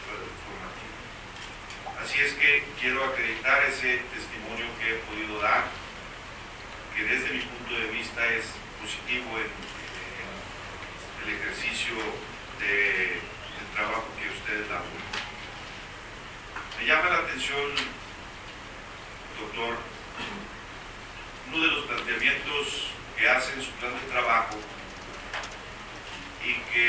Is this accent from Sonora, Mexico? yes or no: no; Durango, Mexico; específicamente la de mi tierra, la de Durango.